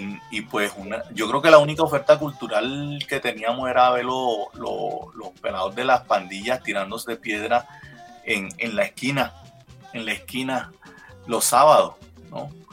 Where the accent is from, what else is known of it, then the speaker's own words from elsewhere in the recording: Cartagena, Bolívar, Colombia; also born or lived in Ibagué; yo nací en Ibagué, pero toda mi vida viví en Cartagena y yo no tengo recuerdos de mi niñez de otros lados. Mi niñez, mis recuerdos son de allá de Santa Rita, de Canapote, de Torices, de la zona esa donde yo viví